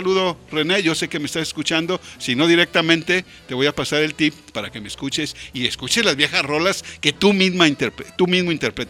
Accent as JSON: {"language": "Spanish", "town": "Guadalajara", "region": "Jalisco", "country": "Mexico", "said": "Al fin somos tapatíos y al fin somos habitantes que estamos preocupados por la belleza de esta ciudad de Guadalajara."}